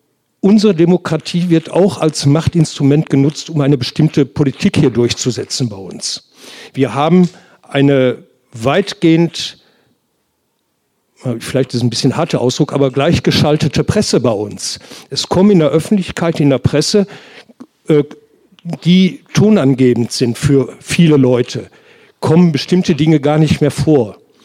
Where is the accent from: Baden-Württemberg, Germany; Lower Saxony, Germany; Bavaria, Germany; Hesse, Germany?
Hesse, Germany; Ich bin Hesse.